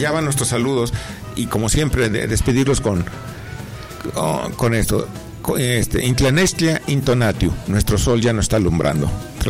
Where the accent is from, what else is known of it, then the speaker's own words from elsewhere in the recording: Mexico; nos hace a nosotros como mexicanos valorar nuestra identidad dual.